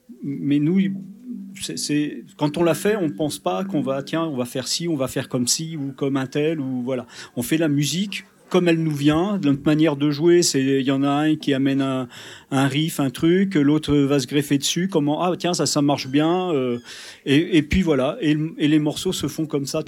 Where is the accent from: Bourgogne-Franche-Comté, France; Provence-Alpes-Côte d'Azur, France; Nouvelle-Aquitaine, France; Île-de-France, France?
Bourgogne-Franche-Comté, France; Nevers; Moi, je suis de Nevers, donc. mais oui, c'était la campagne.